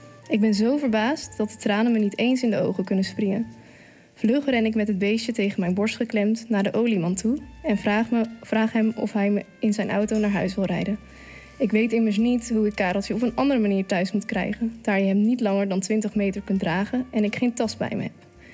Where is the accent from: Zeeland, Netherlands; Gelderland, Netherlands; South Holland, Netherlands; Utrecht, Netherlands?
Zeeland, Netherlands; dat zou ik als echte Zeeuw zeggen